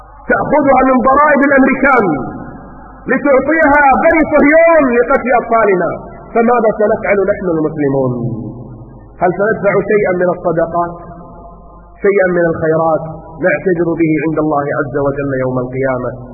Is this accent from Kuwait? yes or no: yes; Kuwait; الجمعيات واللجان عندنا في الكويت